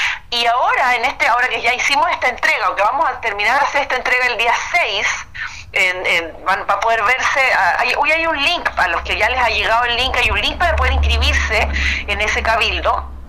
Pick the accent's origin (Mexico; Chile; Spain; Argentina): Chile; la necesidad que tenemos como chilenos de escucharnos entre nosotros mismos